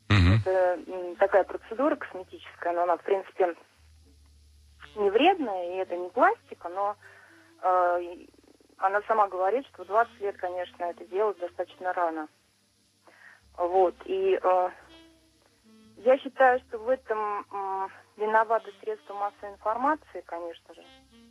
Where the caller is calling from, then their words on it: Moscow, Russia; Я звоню из Москвы.